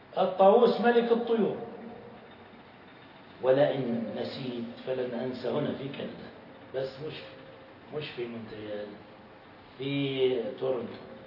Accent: Jordan; أنا وياه من الأردن فقط

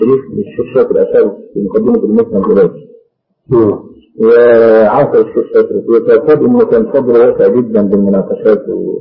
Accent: Egypt; لكن يقال عندنا في مصر

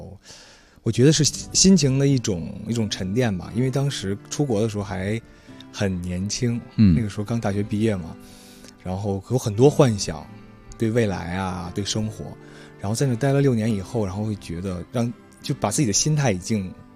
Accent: Beijing, China; 我是北京人。

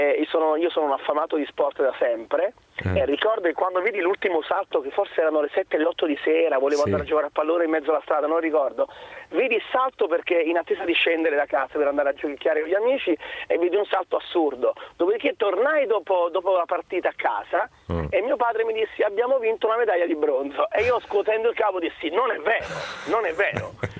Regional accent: Salerno, Campania, Italy; Io sono di Salerno e tifo storicamente per la mia squadra della città.

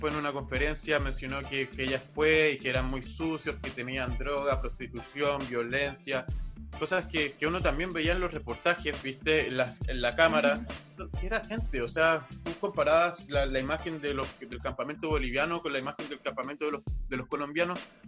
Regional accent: Peñalolén, Santiago Metropolitan Region, Chile; mi familia siempre fue del centro. Y ya mi viejito cuando tuvieron a mi primer hermano, se fueron a la comuna de Peñalolén, ahí cerca de Lormida.

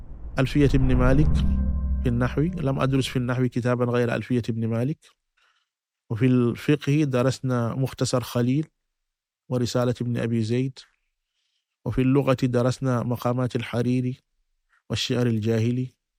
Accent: Mali; لا، بعد ذلك رجعت إلى مسقط رأسي لحفظ القرآن الكريم، لكي أحفظ القرآن الكريم.

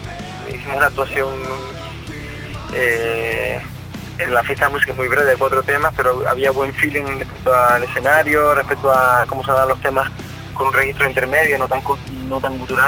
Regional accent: La Orotava, Canary Islands, Spain; Play es un apelativo del norte, yo soy de la Rotava.

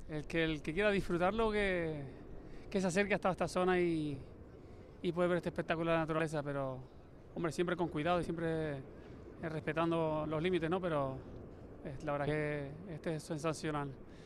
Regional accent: Canary Islands, Spain; now in Tenerife, Spain; Sí, vivo en Tenerife, pero me voy para La Palma a ver esto

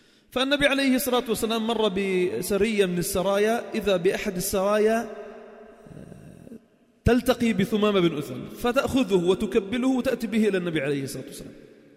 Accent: Sidon, South Governorate, Lebanon; مقامه الذي مر فيه في الفتوحات كان عندنا في صيدا

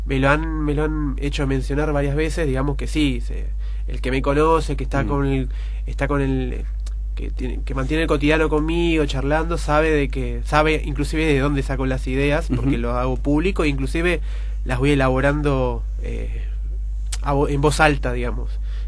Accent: Ciudadela, Buenos Aires Province, Argentina; born there; Yo nací en Ciudadela, siempre lo digo medio en forma de chiste, medio en forma de broma, medio en serio, es que nací del lado correcto de la General Paz, nací de para acá.

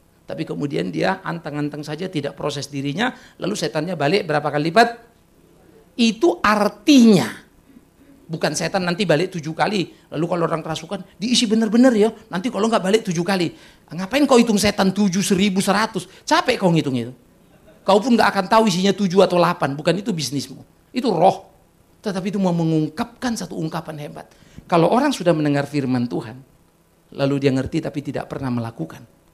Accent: Sumatra, Indonesia; saya di Sumatera ya. Saya tidak pernah menjadi jemaat YKBP, tapi kalau kebaktian suka di situ. Karena kita dari Sumatera.

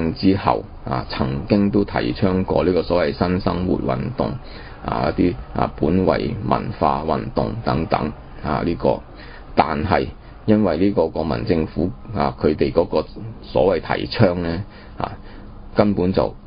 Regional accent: China; 但是因為我們中國人自己冇精神啊

